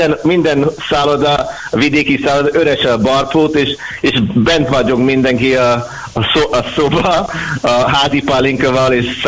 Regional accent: Scotland, United Kingdom; Hungarian is a second language; és mikor én mondtam skót

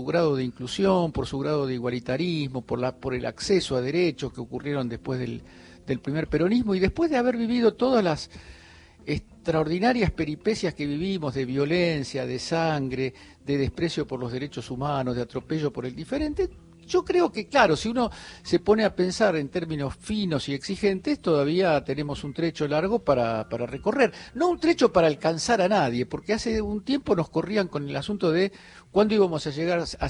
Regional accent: Argentina; estaba tramitando mi doble ciudadanía. Yo soy también italiano, aparte de argentino.

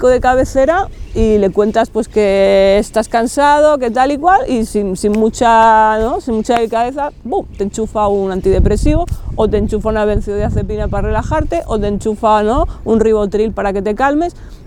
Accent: Barcelona, Catalonia, Spain; soy aquí de Barcelona, nací en el barrio de Gracia hace 43 años, cuando todavía no estaba lleno de pijos hipsters.

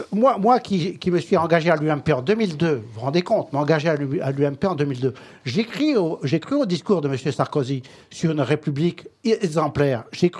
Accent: Maisons-Laffitte, Île-de-France, France; Comme je suis des Yvelines.

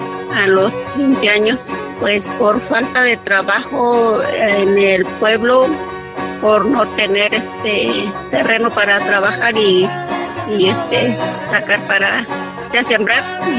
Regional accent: Zitácuaro, Michoacán, Mexico; Yo soy originaria de Zitácuaro, Michoacán, en un pueblito que se llama Crescencio Morales San Mateo, municipio de Zitácuaro, Michoacán. Yo soy originaria de pueblo Mazahua. De hecho, hablo bien la Mazahua

